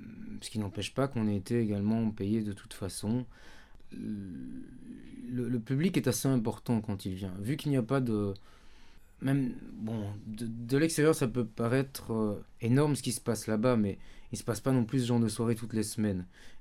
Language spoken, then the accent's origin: French; France; now in Lebanon; Bon, on est français évidemment